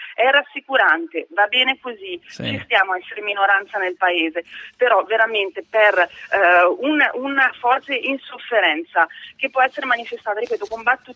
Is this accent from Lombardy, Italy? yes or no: yes; Lombardy, Italy; e da Bergamasca magari ce l'ho più con i bresciani che con gli africani